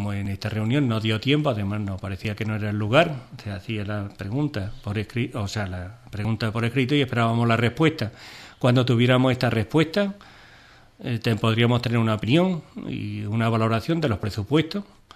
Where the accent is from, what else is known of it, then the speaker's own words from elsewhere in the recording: Ubrique, Andalusia, Spain; Porque estamos en Ubrique, somos de Ubrique